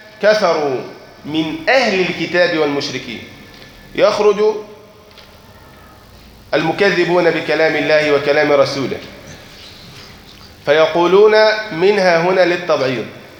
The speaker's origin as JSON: {"language": "Arabic", "country": "Egypt", "said": "عندنا في مصر الحق أنهم جهلة"}